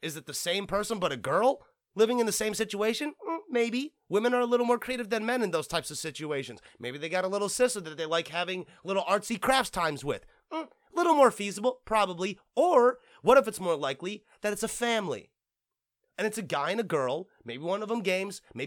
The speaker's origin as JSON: {"language": "English", "town": "Flint", "region": "Michigan", "country": "United States", "said": "Okay, and for the record, I'm technically from Michigan. Okay, technically I'm from fucking Flint."}